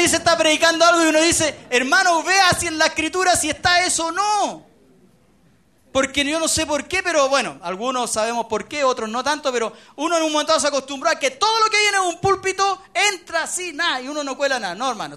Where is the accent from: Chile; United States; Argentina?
Chile; Pero nosotros, en general, como chilenos además somos malos para leer